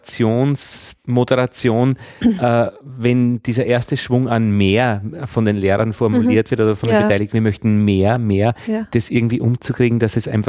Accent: Austria; Ist der Graubereich, aber da sind wir Österreicher eh gut.

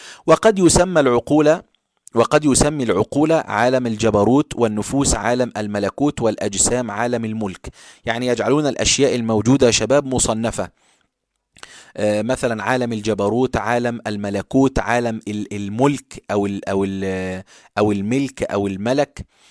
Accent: Egypt; فاحنا كلمة بارد عندنا في مصر شتيمة.

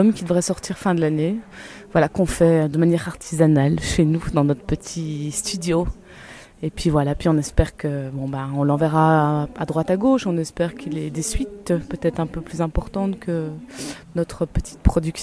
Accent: Brussels, Belgium; also born or lived in Clermont-Ferrand, France; Alors, initialement, je viens de Bruxelles. Je suis belge, comme les pianistes qui m'accompagnent. On est de Bruxelles tous les deux. Il se fait que je vis à moitié sur l'Auvergne aussi, à Clermont-Ferrand.

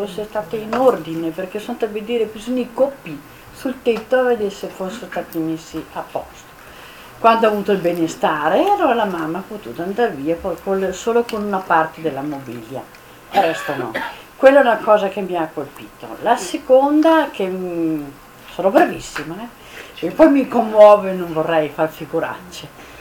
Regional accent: Rijeka, Primorje-Gorski Kotar County, Croatia; born there; sono nata a Fiume, dopo guerra però, finita appena appena.

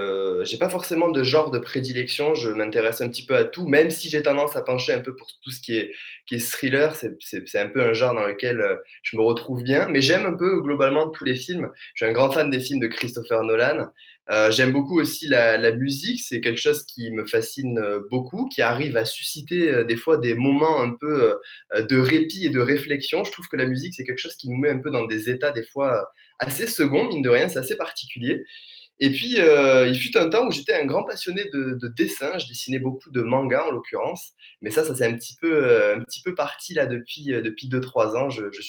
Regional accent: Alès, Occitanie, France; Je suis d'Alès, en fait, donc dans le Gard, donc forcément dans le sud de la France. Je pense que ça s'entendra et on me le dit assez souvent.

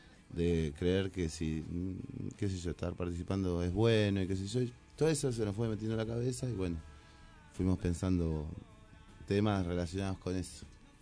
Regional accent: Moreno, Buenos Aires Province, Argentina; Yo siempre hablo acá en Moreno, ¿no? Porque soy de Moreno

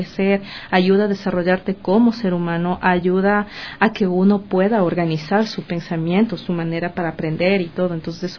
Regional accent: Ambato, Tungurahua, Ecuador; Empecé a estudiar música desde los 11 años en mi ciudad natal, en Ambato

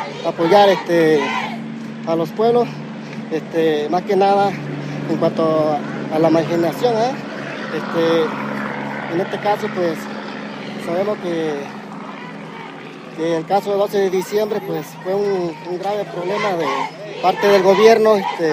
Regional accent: Coyuca de Benítez, Guerrero, Mexico; Nosotros somos de Coyuca de Benítez, de la Organización Popular de Productores de la Costa Grande.

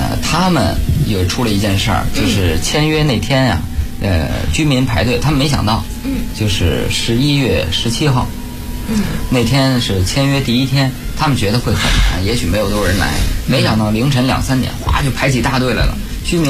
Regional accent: Beijing, China; 有时候就作为北京人嘛，去西安旅游

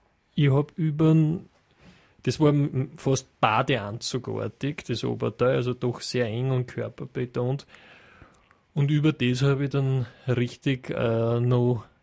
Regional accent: Cologne, North Rhine-Westphalia, Germany; ich habe damals gearbeitet in Vorarlberg und ich war auf Saison als Kölnerin

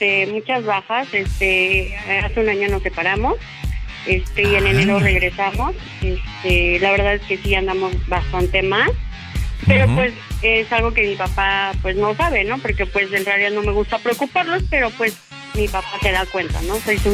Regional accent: Iztapalapa, Mexico City, Mexico; now in Cuautla, Mexico; No, yo soy del Distrito Federal de Iztapalapa, bien orgulloso.

